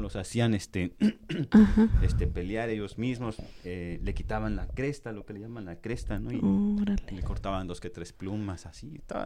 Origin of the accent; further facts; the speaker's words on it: Jojutla, Morelos, Mexico; allá en mi pueblo, hacen normalmente ahí donde yo soy, donde ¿sí? he vivido por muchísimo tiempo, allá en cerca de Zacatepec, Jutla, Morelos. Ajá. Ahí en la colonia Constitución